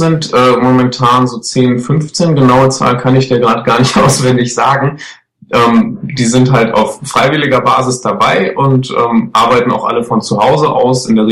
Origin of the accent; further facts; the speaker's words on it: North Rhine-Westphalia, Germany; Das Ruhrgebiet ist und bleibt meine Heimat und das wird sich auch nicht ändern. Ich bin einfach froh, aus dieser Region, aus Nordrhein-Westfalen zu kommen